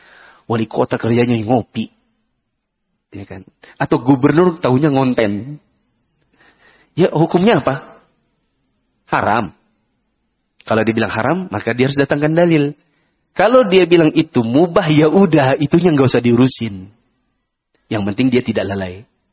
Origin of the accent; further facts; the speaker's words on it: East Kalimantan, Indonesia; Maaf, saya dari Kalimantan Timur.